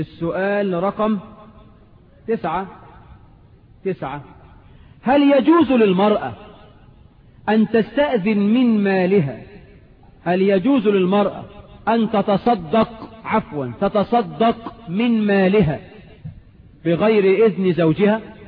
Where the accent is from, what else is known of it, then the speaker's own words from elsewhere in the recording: Egypt; يجوز ولا لا يجوز في عرفنا كمصريين؟